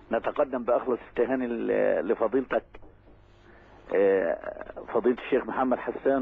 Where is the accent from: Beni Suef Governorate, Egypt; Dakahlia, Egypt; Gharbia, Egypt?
Dakahlia, Egypt; Damouh; بالأصالة عن نفسي وعن أهل قريتنا الحبيبة دموه مسقط رأس شيخنا الجليل